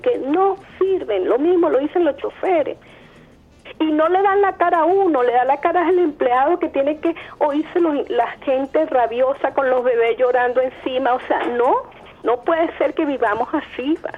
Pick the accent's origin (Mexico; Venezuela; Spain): Venezuela; Caracas, Capital District; además que yo soy de Caracas